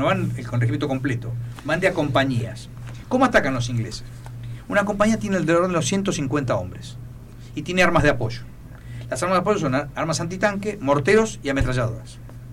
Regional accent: Argentina; Nosotros no pensamos como ingleses, pensamos como argentinos.

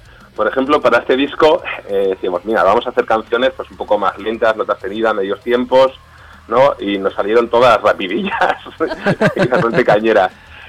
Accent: Falces, Navarre, Spain; Yo soy de Falces, de otro pueblo que es vecino.

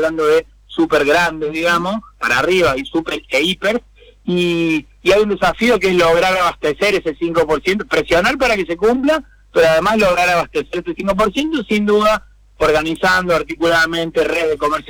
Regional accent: Córdoba, Argentina; Yo soy originariamente cordobés, así que tengo mucho cariño por esa provincia, obviamente, muchos amigos y familiares

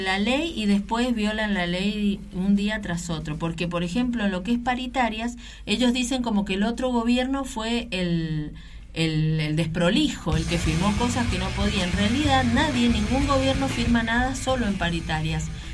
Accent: Mendoza, Argentina; el problema que tenemos todos como mendocinos

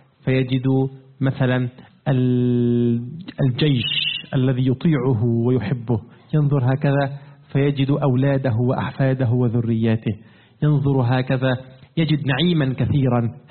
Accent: Egypt; لا أعرف يا أخوانا كيف الحال في بلادكم، لكن عندنا في مصر قديما كان موجود ماذا؟

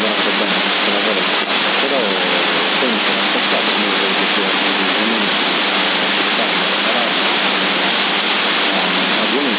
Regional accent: Assemini, Sardinia, Italy; io sono di Assemini originario

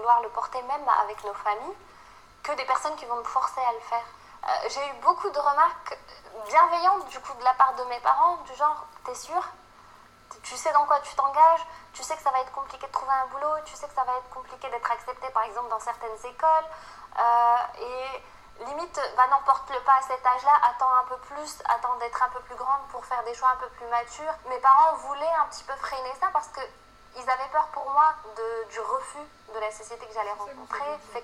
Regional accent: Turkey; Moi, je suis turque, donc.

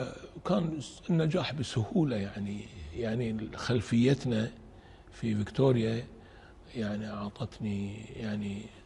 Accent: Kuwait; قررت انه اترك دراسة الطب واروح ارجع الى ديرتي الكويت واقرأ

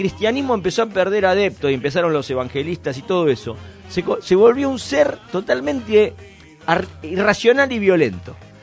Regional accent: Argentina; somos lo que somos todos los argentinos, unos hipócritas

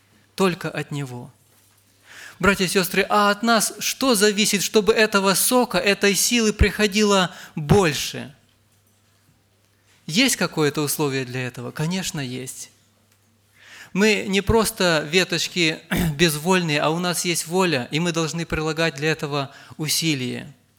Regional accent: Rivne Oblast, Ukraine; я из Ровенской области

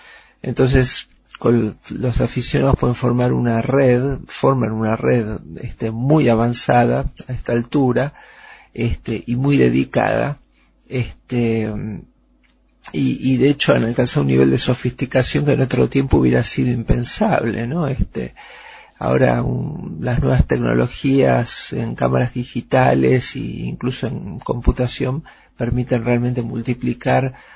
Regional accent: Buenos Aires, Argentina; nací y me crié en Buenos Aires, en una época en que la ciudad era mucho más chica, mucho más segura de lo que es hoy, y además se podían ver las estrellas.

